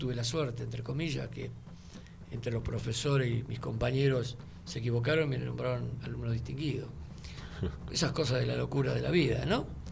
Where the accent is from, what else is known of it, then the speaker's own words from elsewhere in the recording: Carhué, Buenos Aires Province, Argentina; Yo soy del interior de la provincia, de un pueblo de oeste de la provincia, Carué.